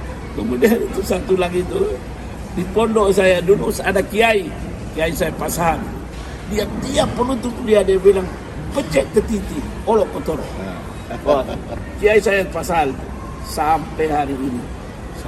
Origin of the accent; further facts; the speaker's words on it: East Nusa Tenggara, Indonesia; now in Malaysia; saya ini orang Flores, saya tahu ini